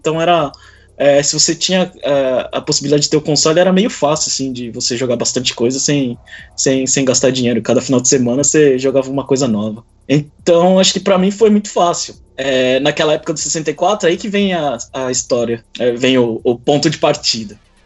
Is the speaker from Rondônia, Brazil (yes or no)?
yes; Porto Velho, Rondônia, Brazil; also born or lived in São Paulo; Nasci em São Paulo, sei lá, com 8, 10 anos, eu fui parar em Porto Velho, Rondônia.